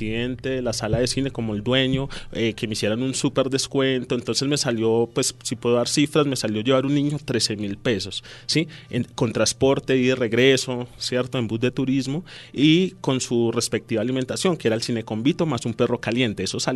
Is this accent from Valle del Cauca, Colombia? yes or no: no; Soacha, Cundinamarca, Colombia; yo crecí en Altos de Casuca, nací allí, crecí allí en mi infancia